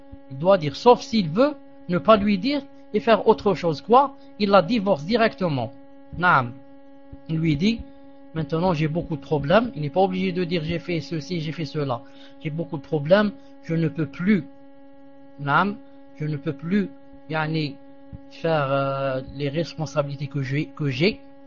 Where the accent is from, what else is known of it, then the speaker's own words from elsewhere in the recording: Algeria; accent: Algerian Arabic; Et moi, je parle avec eux avec arabe dialectique comme l'arabe que je parle quand je suis chez moi en Algérie.